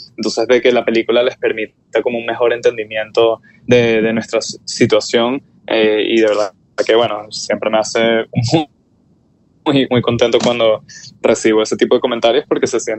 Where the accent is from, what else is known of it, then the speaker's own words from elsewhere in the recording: Venezuela; Yo creo que para el venezolano es porque tenemos, creo que, una necesidad profunda de tratar de sanar la herida colectiva que tenemos